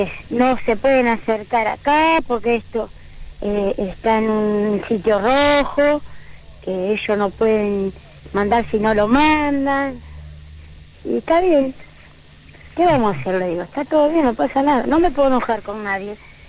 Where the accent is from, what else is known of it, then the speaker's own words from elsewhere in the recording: Argentina; Como argentina, yo no puedo ir a otro país porque mi país es este. Y acá voy a morir.